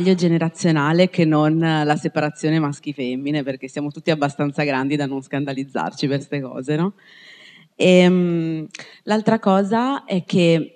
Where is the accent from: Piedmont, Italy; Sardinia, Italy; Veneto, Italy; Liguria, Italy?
Veneto, Italy; Padua; io sono di Padova, nata a Padova, mi piace Padova